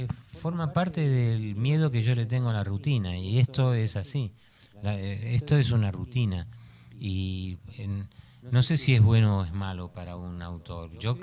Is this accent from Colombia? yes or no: no; Argentina; moved away; Yo dije, vengo de Argentina, de una dictadura, y en Francia me van a censurar.